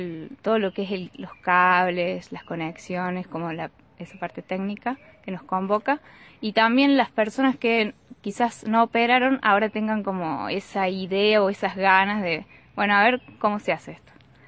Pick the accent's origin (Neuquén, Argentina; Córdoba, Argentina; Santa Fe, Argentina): Córdoba, Argentina; Capilla del Monte; soy de Capilla del Monte